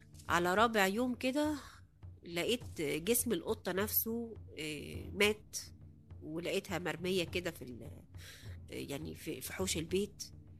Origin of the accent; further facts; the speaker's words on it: Cairo, Cairo Governorate, Egypt; now in Aswan, Egypt; انا اصلا من القاهرة، لكن لما اتجوزت في اسوان